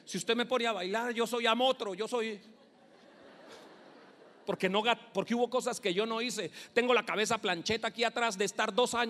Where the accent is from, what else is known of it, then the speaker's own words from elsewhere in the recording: Bogotá, Colombia; born there; Cuando yo nací acá, escúcheme, yo nací en Bogotá.